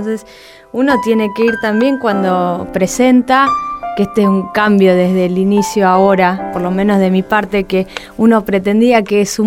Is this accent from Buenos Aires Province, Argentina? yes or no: yes; Tandil, Buenos Aires Province, Argentina; Y yo de Tandil